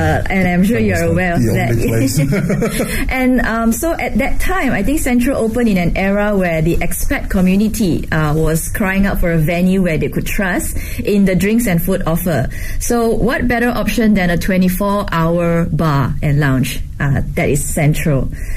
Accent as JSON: {"language": "English", "country": "Malaysia", "lives_now": "Beijing, China", "said": "I'm the director of communications at Kerry Hotel Beijing, and I'm from Malaysia, and I've been with Kerry Hotel for the past 6 years."}